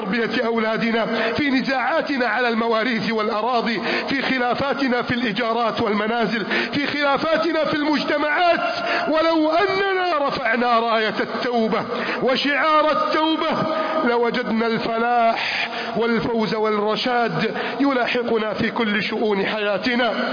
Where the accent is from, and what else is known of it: Egypt